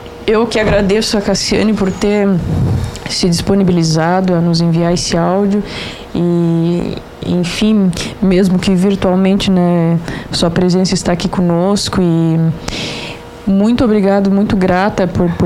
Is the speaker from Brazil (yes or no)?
yes; Jaguarão, Rio Grande do Sul, Brazil; eu sou natural de Jaguarão, então, a minha família, por parte de pai, em descendência escrava, trabalharam em fazendas em Jaguarão.